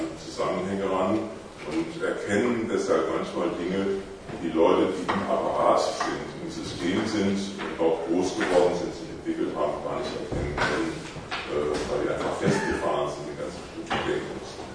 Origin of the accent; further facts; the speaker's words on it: Karlsruhe, Baden-Württemberg, Germany; ich bin aus Karlsruhe am Rhein, also das ist schon eine ziemliche Reise hierher